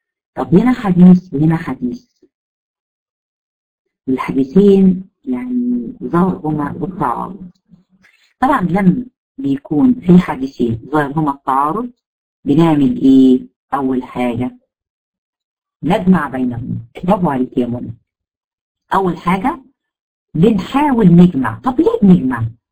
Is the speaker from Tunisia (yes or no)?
no; Egypt; وده يمكن المشهور عندنا في مصر